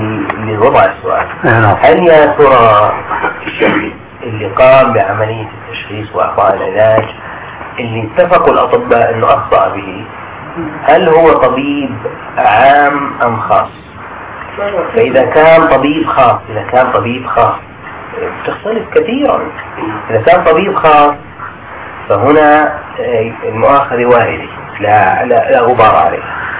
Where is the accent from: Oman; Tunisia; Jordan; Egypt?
Jordan; فالقانون الطب عندنا في الاردن ما يمنع ذلك